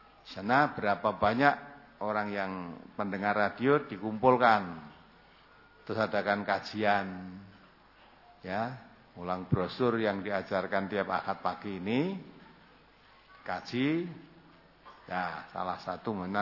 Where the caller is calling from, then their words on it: Bulukumba, South Sulawesi, Indonesia; dari Bulukumba